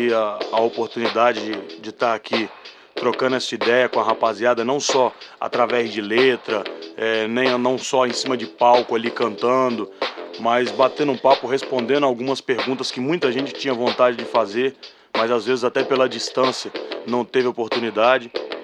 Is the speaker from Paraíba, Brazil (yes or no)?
no; Brasília, Federal District, Brazil; eu cresci ouvindo rock, porra, eu nasci em Brasília